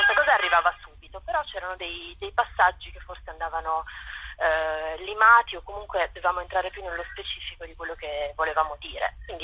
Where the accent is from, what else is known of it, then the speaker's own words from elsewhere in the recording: Turin, Piedmont, Italy; io sono di Torino